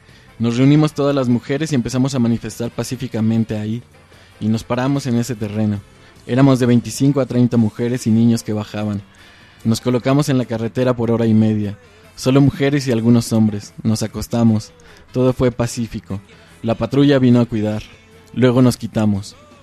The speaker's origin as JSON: {"language": "Spanish", "town": "San Andrés Villaseca", "region": "Retalhuleu", "country": "Guatemala", "moved": "yes", "lives_now": "Quetzaltenango, Guatemala", "said": "Soy originaria de San Andrés Villaseca, que pertenece a Reu, pero me vine para acá, y aquí me vine a casar. Me quedé en Xela. De aquí son mis hijos y mi esposo. Tenemos 40 años de vivir aquí en el cantón Chitay."}